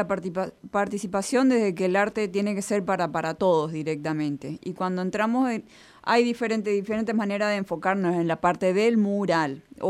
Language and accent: Spanish; Paraguay; now in Argentina; Yo soy paraguaya.